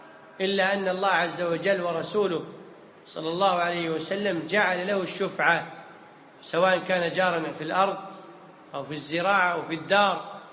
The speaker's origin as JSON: {"language": "Arabic", "country": "Kuwait", "said": "العرف عندنا في الكويت إن إذا جاءك ضيف تذبح له أول يوم"}